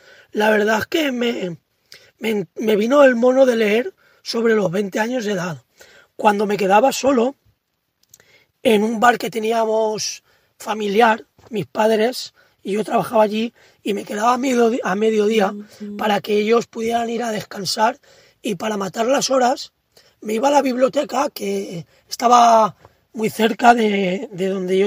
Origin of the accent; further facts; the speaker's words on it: Rafelbunyol, Valencian Community, Spain; Para la novela me inspiré en mi pueblo